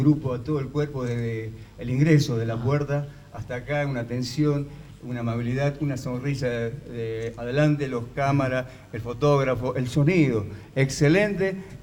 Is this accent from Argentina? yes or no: yes; General Mosconi, Salta, Argentina; born there; En Mosconi.